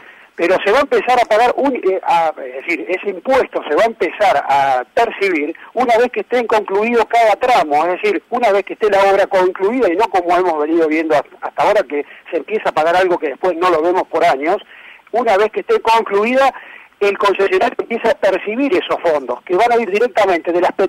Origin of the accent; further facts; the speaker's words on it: Argentina; lo que nosotros conocemos como argentinos